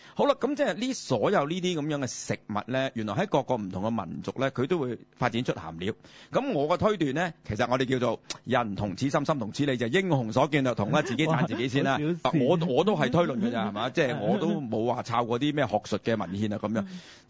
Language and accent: Cantonese; China; 原来除咗我哋中国人有咸鱼咧